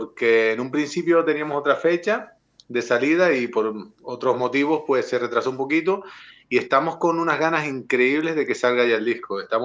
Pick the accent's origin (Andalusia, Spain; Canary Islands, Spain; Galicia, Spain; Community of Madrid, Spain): Canary Islands, Spain; No, realmente es porque nosotros venimos de la isla de Lanzarote.